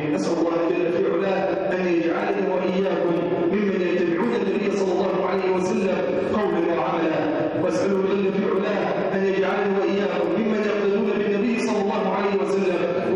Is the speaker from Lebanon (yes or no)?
no; Egypt; بلادنا مصر